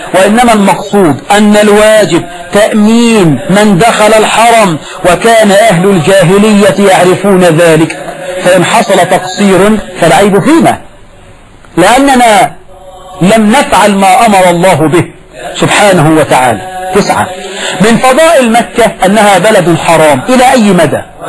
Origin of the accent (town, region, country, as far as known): Egypt